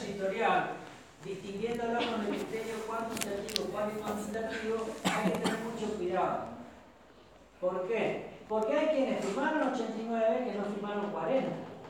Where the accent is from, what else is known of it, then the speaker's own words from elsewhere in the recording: Argentina; De todas maneras, como los argentinos somos vivos, y aquella generación de abogados sabía